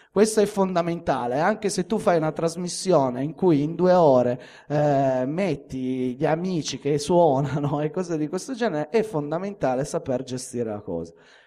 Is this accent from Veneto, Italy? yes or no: no; Turin, Piedmont, Italy; perché in questo caso è nazionale, perché io sono di Torino, è nazionale